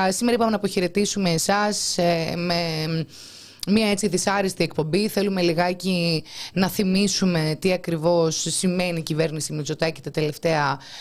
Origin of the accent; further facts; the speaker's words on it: Crete, Greece; Εμείς είμαστε και από την Κρήτη και αυτά τα πράγματα μας φαίνονται απίστευτα να μπορούμε να πατήσουμε στην άμμο.